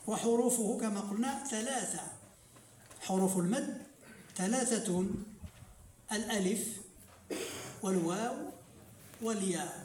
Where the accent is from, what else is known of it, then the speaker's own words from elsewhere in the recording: Morocco; وقلنا بأن عندنا في المغرب يعني يزيدون سببا آخر وهو الشد